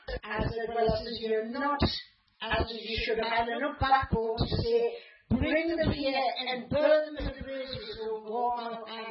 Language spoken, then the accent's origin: English; England, United Kingdom; I'm an English woman.